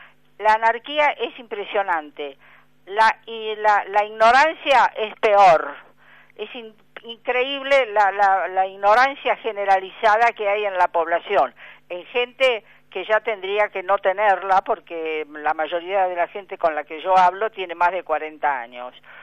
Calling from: Buenos Aires, Argentina; de San Telmo.

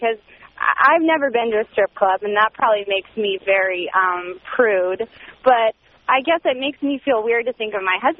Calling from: Phoenix, Arizona, United States; I'm calling from Phoenix, and I'm 23, and I'm married

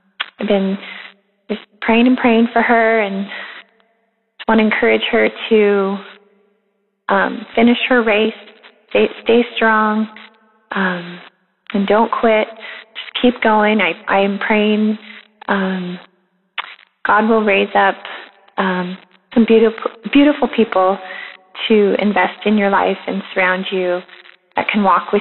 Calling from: Washington, United States; I'm calling from Washington State.

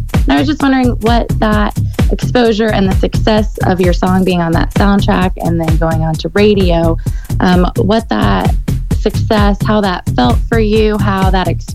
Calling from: Dayton, Ohio, United States; Hey, Andy … I'm calling from Dayton, Ohio.

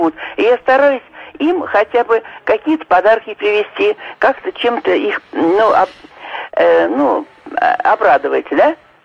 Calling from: Moscow, Russia; я из Москвы.

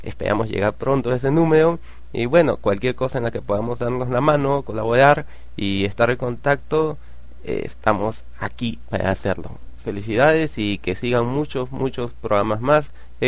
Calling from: Lima, Peru; te hablo desde Lima, Perú.

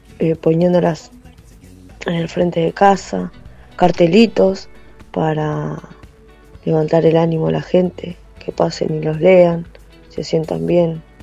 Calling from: Quilmes, Buenos Aires Province, Argentina; de Quilmes.

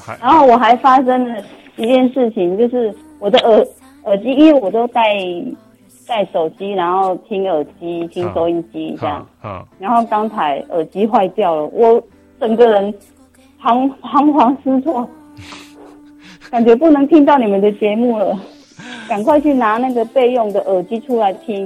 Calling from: Kaohsiung, Taiwan; 我是高雄的

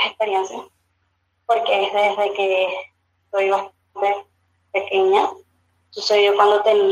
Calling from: Venezuela; Fíjate, yo soy de Venezuela, yo actualmente en Colombia.

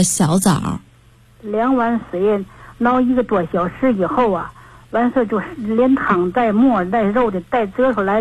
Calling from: Tianjin, China; 我是天津的。

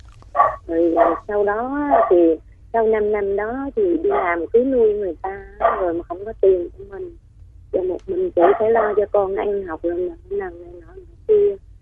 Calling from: Ba Ria-Vung Tau, Vietnam; Từ Bà Rịa Vũng Tàu.

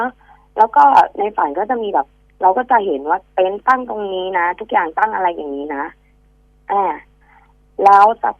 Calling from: Nakhon Pathom, Thailand

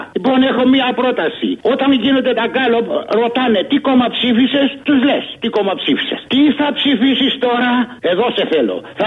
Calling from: Egaleo, Attica, Greece; από το Εργάλεο.

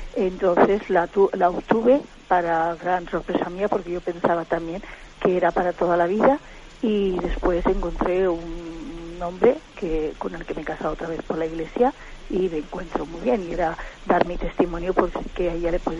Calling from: Valencia, Valencian Community, Spain; de Valencia.

